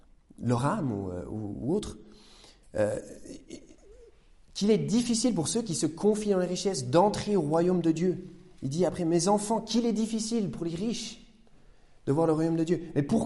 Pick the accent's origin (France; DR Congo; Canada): France; Besançon, Bourgogne-Franche-Comté; born there; Moi, je suis né à Besançon, à la maternité, il y a une trentaine d'années